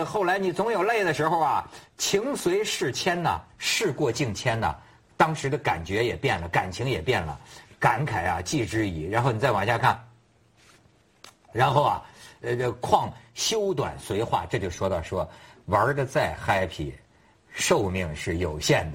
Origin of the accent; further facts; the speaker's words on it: China; 作为中国人不了解这个，我觉得挺可惜的